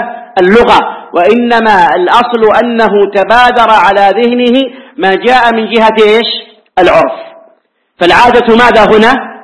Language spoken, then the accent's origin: Arabic; Hejaz, Saudi Arabia; هذه عندنا في الحجاز حتى لو خرج بها إلى مكان قريب ليس فيها شيء